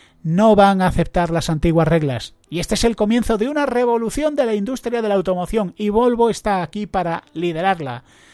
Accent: Spain; Esto me da vergüenza, como español me da vergüenza decirlo.

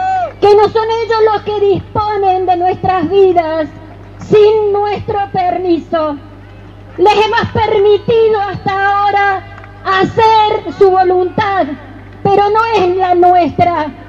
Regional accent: Malvinas Argentinas, Córdoba, Argentina; Soy una mamá de Malvinas Argentinas, una mamá preocupada, una abuela preocupada, una ciudadana preocupada por estas cosas que nos quieren imponer.

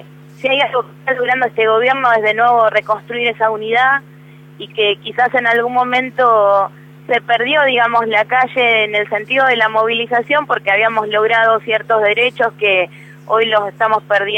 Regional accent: Tigre, Buenos Aires Province, Argentina; yo soy del distrito de Tigre.

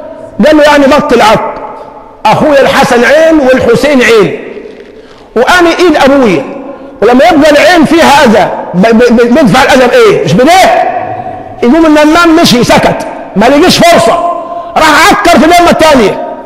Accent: Egypt; ما احنا مشكلتنا كمصريين عندنا مثالية

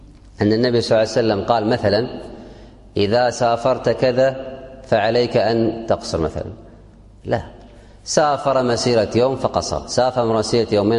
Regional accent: Kuwait; عندنا في الكويت عرف عام، ما هو عرف منطقة ولا قطعة

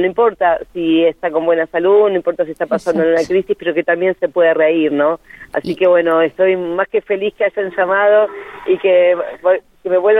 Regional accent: Junín, Buenos Aires Province, Argentina; yo soy de Junín, provincia de Buenos Aires

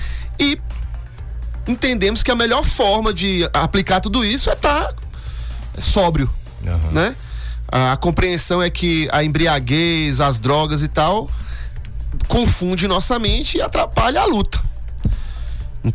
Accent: Brumado, Bahia, Brazil; eu sou de Brumado, sou do sertão baiano, né? E aí, quando eu mudei pra Conquista

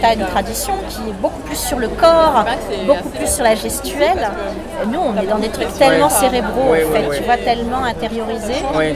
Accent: France; c'est que en tant que Française, j'avais écrit un gros pavé.

